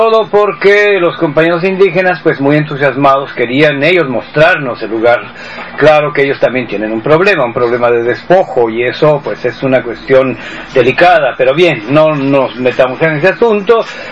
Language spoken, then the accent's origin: Spanish; Mexico; yo soy de México.